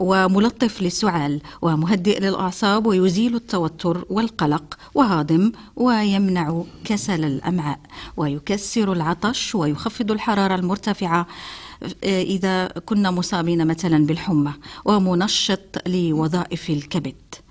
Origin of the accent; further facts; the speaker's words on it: Morocco; accent: Moroccan Arabic; الدلاح كما نقولها بلهجتنا العامية المغربية